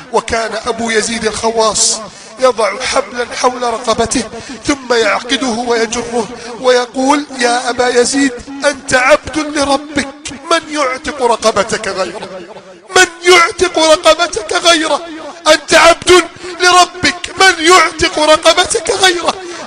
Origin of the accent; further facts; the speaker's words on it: Egypt; اللهم احفظ بلدنا مصر من كيد الكائدين